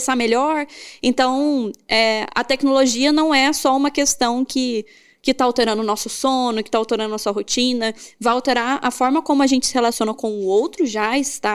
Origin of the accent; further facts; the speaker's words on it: Minas Gerais, Brazil; E eu, que sou mineira e gosto de conversar